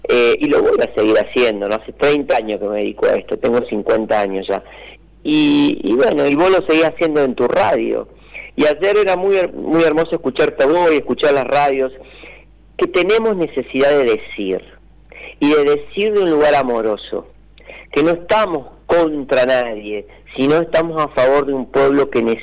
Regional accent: Villa Dolores, Córdoba, Argentina; yo soy de Villa Dolores, amo mi pueblo.

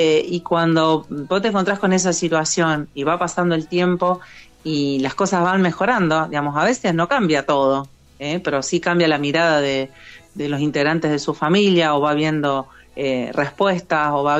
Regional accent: San Lorenzo, Santa Fe, Argentina; now in Funes, Argentina; En Funes, estoy a 4 cuadras del aeropuerto de Rosario. Soy de San Lorenzo, soy oriunda de San Lorenzo, la ciudad histórica de San Lorenzo.

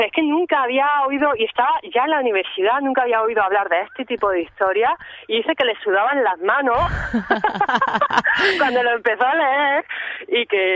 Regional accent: Jaén, Andalusia, Spain; me fui a la biblioteca de Jaén, yo soy de una ciudad pequeña

